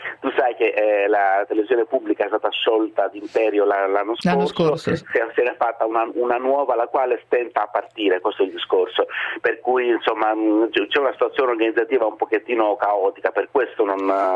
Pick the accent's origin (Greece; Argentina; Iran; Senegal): Greece; d'Europa dentro il Parlamento greco e adesso anche al Parlamento europeo sicuramente non è che fa onore al mio paese